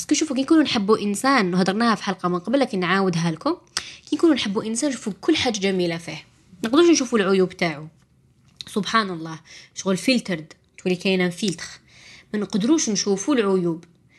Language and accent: Arabic; Algeria; العيانة اللي عندنا في الجزائر